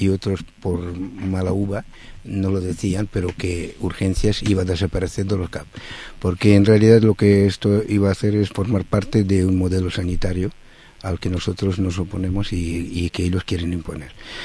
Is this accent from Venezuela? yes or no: no; Barcelona, Catalonia, Spain; y soy de la Guinaueta.